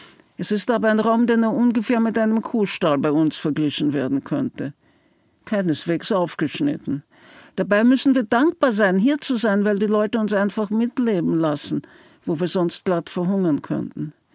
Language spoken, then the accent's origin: German; Vienna, Austria; born there; ich bin in Wien geboren